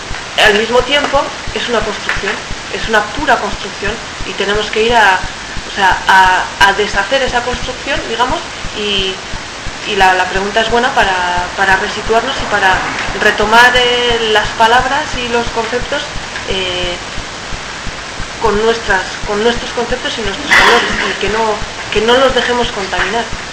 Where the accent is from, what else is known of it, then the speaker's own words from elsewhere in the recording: Nouvelle-Aquitaine, France; yo he vivido en Iparralde siempre